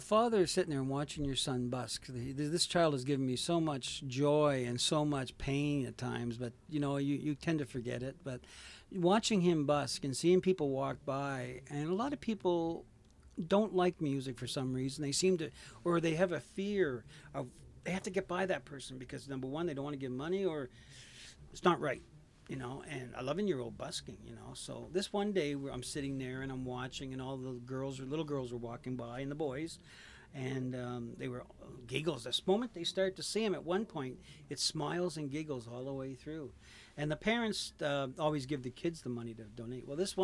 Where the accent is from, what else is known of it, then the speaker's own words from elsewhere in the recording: Stratford, Prince Edward Island, Canada; I'm from Stratford, PEI. I live in Stratford. I have a family of five and two at home.